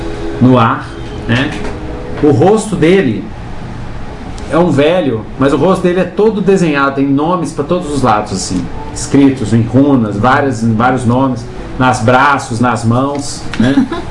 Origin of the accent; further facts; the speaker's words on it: Minas Gerais, Brazil; Mas é verdade, eu sou mineiro e é assim mesmo.